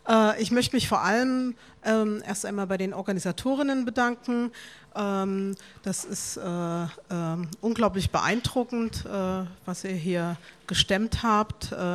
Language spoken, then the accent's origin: German; Arnstadt, Thuringia, Germany; Ich bin in der DDR geboren und aufgewachsen, in Thüringen, im ältesten Ort der DDR in Arnstadt. Und das in der Nähe von Erfurt und Weimar.